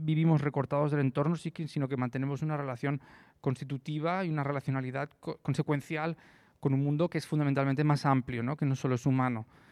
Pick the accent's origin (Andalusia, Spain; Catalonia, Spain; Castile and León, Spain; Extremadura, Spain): Catalonia, Spain; Lleida; yo soy de Lleida y ahí se evidencia mucho